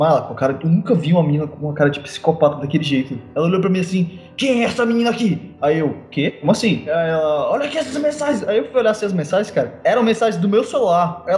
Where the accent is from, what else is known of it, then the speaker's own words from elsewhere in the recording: Southeast, Brazil; Eu? Como assim? Eu vivi lá a minha infância inteira e eu sou de lá, eu nasci lá, eu sou doido.